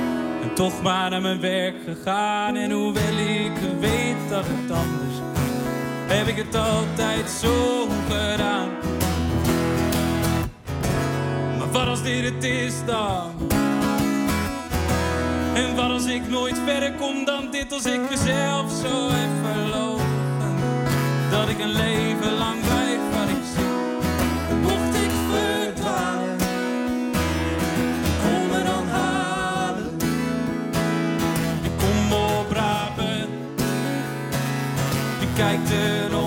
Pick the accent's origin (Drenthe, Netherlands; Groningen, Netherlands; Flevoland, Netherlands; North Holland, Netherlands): Drenthe, Netherlands; now in Zwolle, Netherlands; Want wij zijn drie mensen uit Drenthe. Maar ik ben persoonlijk dan weer vertrokken naar Zwolle.